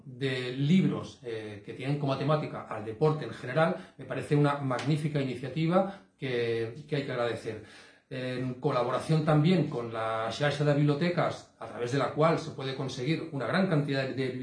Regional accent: Cornellà de Llobregat, Catalonia, Spain; soy de Cornellá.

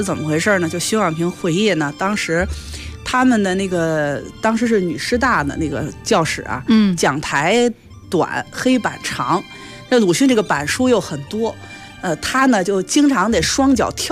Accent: Beijing, China; accent: Beijing

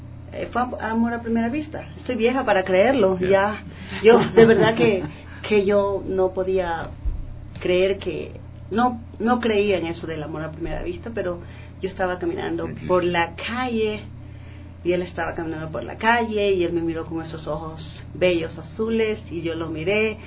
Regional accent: Rocafuerte, Esmeraldas, Ecuador; moved away; Yo vengo cada 2 años al Ecuador. Yo soy de Rocafuerte, Esmeralda, un pueblito bien al norte de Esmeralda. Y para mí es como muy, muy necesario llegar a Ecuador.

